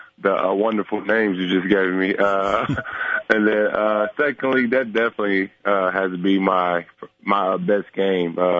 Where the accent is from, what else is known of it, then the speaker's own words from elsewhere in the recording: Dallas, Texas, United States; I like playing against Dallas because I'm from Dallas.